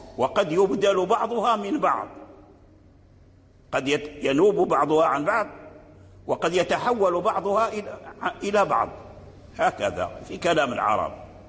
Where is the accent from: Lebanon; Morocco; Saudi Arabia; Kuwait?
Morocco; الذي جرى به العمل عندنا في المغرب هي الإمالة الكبرى